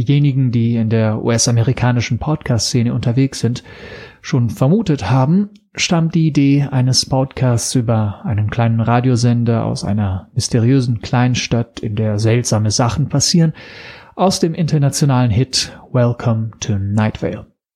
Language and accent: German; Italy; German is a second language; now in Berlin, Germany; Ich komme aus Italien und lebe erst seit 7 Jahren in Berlin. Daher die viele Sprachfehler, für die ich mich natürlich entschuldigen muss.